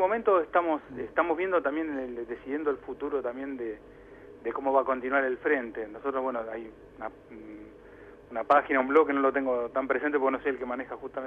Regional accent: Castelar, Buenos Aires Province, Argentina; yo soy de acá de Castelar

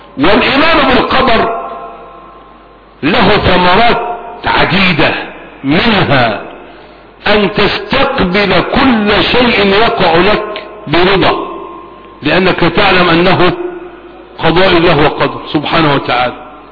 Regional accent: Egypt; نحن أبناء مصر

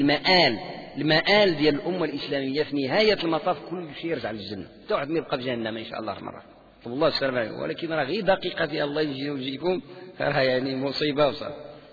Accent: Morocco; يعني حنا مغاربة عندنا ديك الذمة عندها معنى إيجابي

